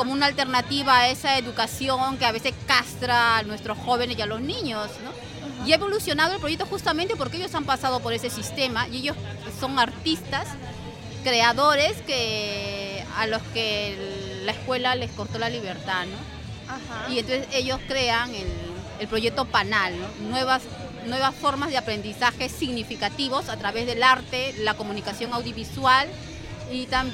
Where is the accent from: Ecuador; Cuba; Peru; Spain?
Peru; soy peruana